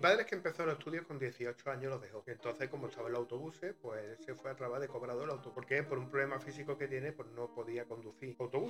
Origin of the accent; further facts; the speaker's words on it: Antequera, Andalusia, Spain; born there; Y yo nací, bueno, nací en Antequera